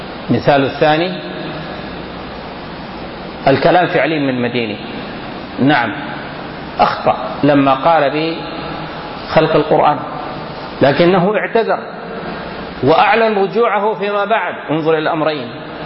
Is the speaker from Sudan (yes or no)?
yes; Sudan; كلامنا عندنا في السودان هنا.